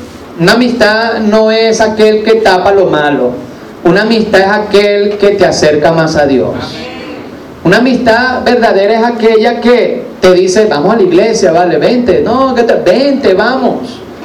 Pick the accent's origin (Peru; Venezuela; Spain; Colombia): Venezuela; Vargas; born there; los que nacimos en Vargas, de tener ese mar allí tan hermoso.